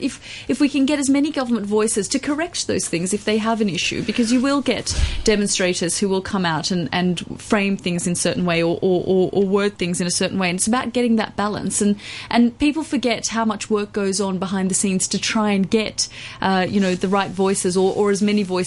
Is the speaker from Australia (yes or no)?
yes; Australia; being a woman, being Australian, really helped.